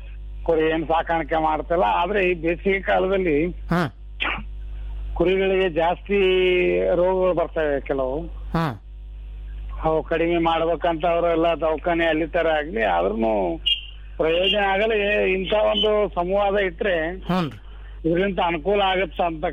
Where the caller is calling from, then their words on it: Gurumitkal, Karnataka, India; ನಾಮವಾರ ಗುರುಮಿಟ್ಕಲ್ ಅಂತ ಮಾತಾಡ್ಲತ್ತೀನಿ.